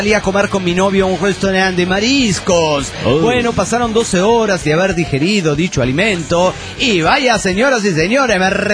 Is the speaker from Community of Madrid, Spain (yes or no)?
no; Barcelona, Catalonia, Spain; ¿Qué tal? … de Gran Hora de Barcelona, España.